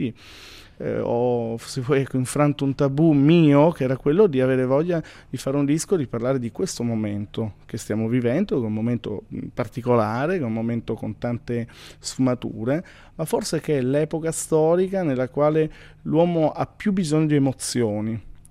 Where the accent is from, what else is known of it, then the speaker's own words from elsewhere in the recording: Pordenone, Friuli-Venezia Giulia, Italy; fermarmi a un'ora da casa mia, io sono di Pordenone